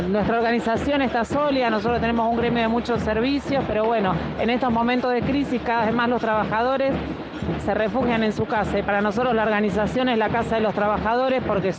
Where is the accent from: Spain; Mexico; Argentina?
Argentina; Acá somos trabajadores y somos argentinos